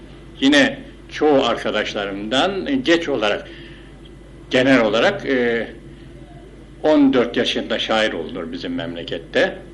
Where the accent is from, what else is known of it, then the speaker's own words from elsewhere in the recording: Istanbul, Turkey; born there; 1915 yılında İstanbul'da dünyaya gelmişim.